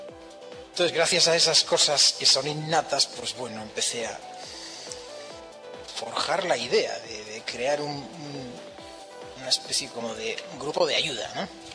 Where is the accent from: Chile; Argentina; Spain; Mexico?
Spain; Yo entré en el 2008 soy de España.